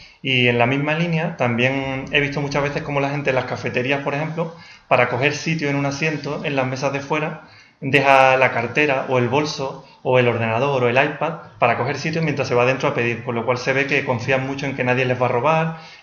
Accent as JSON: {"language": "Spanish", "region": "Andalusia", "country": "Spain", "said": "Entonces ahora me siento más conectado a España, concretamente a Andalucía y a mi pueblo."}